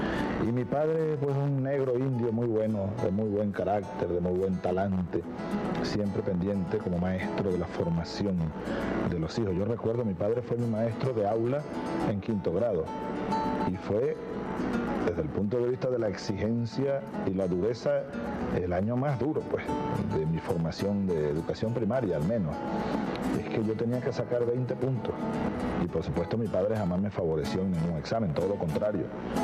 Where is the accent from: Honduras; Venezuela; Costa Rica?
Venezuela; Sabaneta, Barinas; me gustaba pintar las casas de palma en la calle larga de tierra de mi pueblo